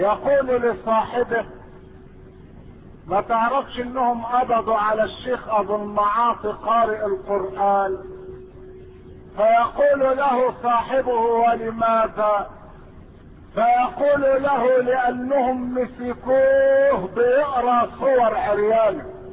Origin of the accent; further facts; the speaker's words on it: Egypt; لكن المستهزئين عندنا في مصر اخرجوا مسرحية